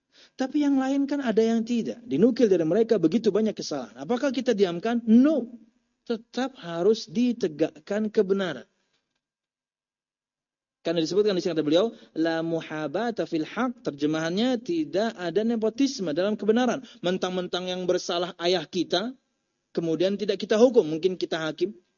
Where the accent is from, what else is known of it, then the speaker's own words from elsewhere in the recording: Pekalongan, Central Java, Indonesia; Bapak ibu saya Halabiyo, tapi saya lahir di Jawa. Harusnya saya Al Pekalonji, orang Pekalongan ya.